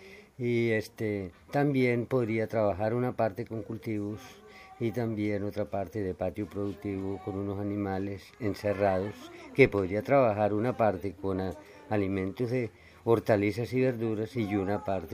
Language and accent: Spanish; Río de Oro, Cesar, Colombia; vengo de Río de Oro.